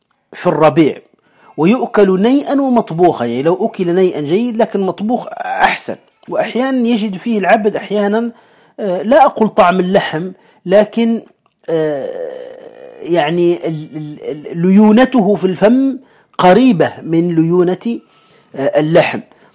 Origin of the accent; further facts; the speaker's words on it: Morocco; الكمأة هي الفطر الذي يسمى عندنا في المغرب يسمى الترفاس